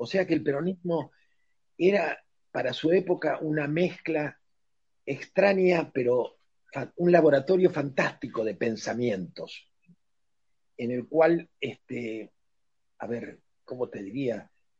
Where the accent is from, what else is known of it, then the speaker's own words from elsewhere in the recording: Argentina; A mí me da pena, me avergüenza como argentino el tener una conducción tan subalterna.